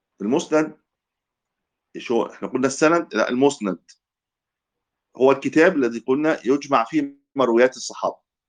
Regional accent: Egypt; كان عندنا في مصر

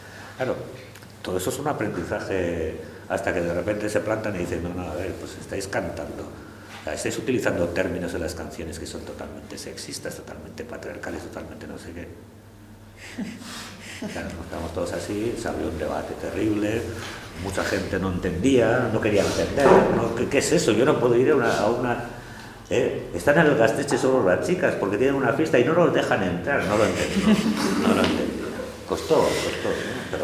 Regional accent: San Sebastián, Basque Country, Spain; yo estaba en Bilbao, yo soy de Donostia, pero estaba en Bilbao, ya estaba estudiando y me quedo por allí

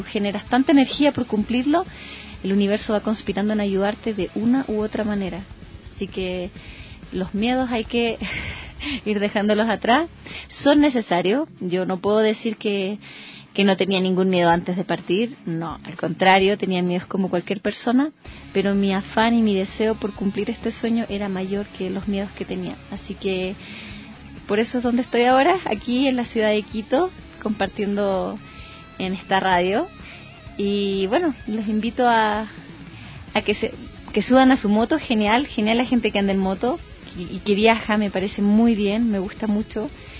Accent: Chile; soy chilena, tengo 33 años

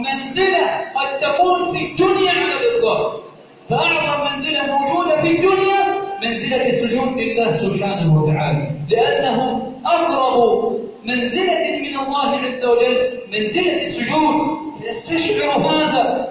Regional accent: Egypt; بلدنا مصر سخاء رخاء امنا امانا

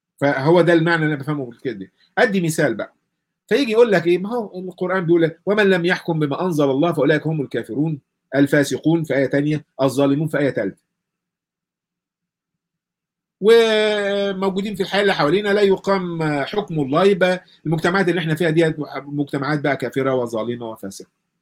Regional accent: Egypt; وعندنا في مصر مثلا تنظيميا ده قبل المملكه العربيه السعوديه وقبل الكلام ده كله

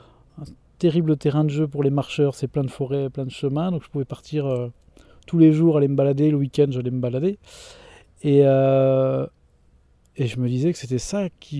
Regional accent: Pays de la Loire, France; Je suis originaire de la Mayenne, et j'ai fait un épisode de 4 ans itinérant, donc j'avais plus de maison

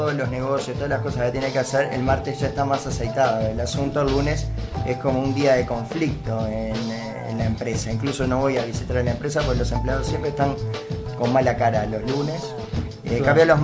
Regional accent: Uruguay; born there; tengo la cédula que me acredita como uruguayo nacido en este suelo.

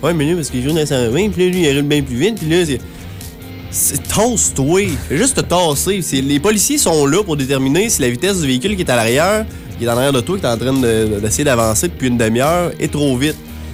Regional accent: Quebec, Canada; C'est parce qu'on vient du Québec.

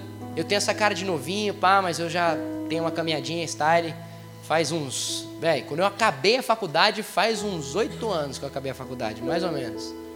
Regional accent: Paraíba, Brazil; eu sou paraibano

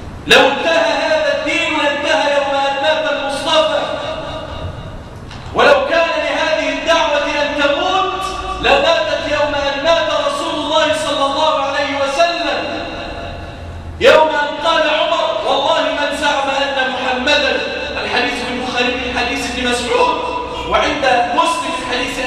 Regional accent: Damietta, Damietta Governorate, Egypt; اللهم احفظ بلادنا مصر واجعلها واحة للأمن والأمان. اللهم احفظ بلادنا دمياط واجعلها واحة للأمن والأمان

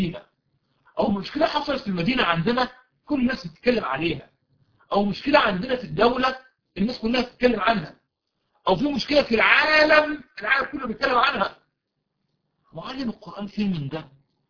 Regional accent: Egypt

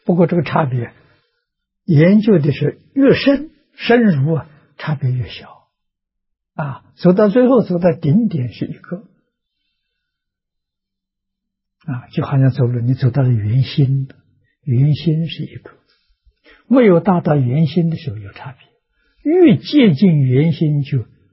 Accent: China; 我们中国人在五伦里面讲父子有亲

